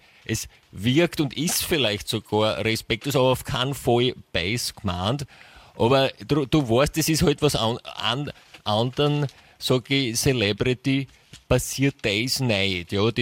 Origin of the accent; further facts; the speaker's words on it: England, United Kingdom; Ich bin ja in England aufgewachsen.